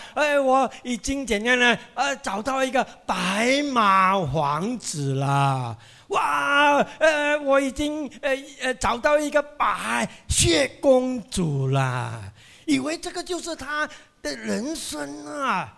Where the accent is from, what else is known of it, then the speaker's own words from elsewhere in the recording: Penang, Malaysia; 我是槟城人